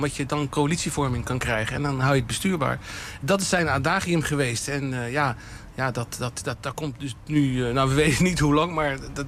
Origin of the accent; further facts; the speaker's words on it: The Hague, South Holland, Netherlands; ik kom ook uit Den Haag. We zijn ongeveer van dezelfde leeftijd.